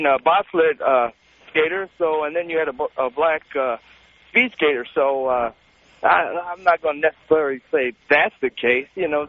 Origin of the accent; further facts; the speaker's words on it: Buffalo, New York, United States; I was born in, I was raised in Buffalo, New York, and I played a little hockey when I was there.